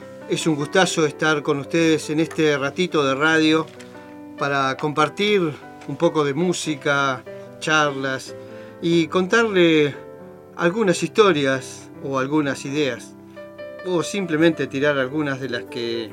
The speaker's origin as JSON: {"language": "Spanish", "country": "Argentina", "said": "como argentino digo, ¿no?"}